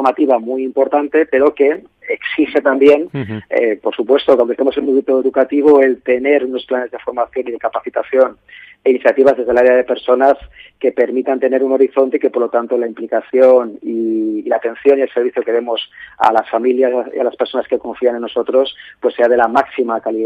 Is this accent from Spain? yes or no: yes; Valencia, Valencian Community, Spain; yo soy de Valencia, estoy aquí en Valencia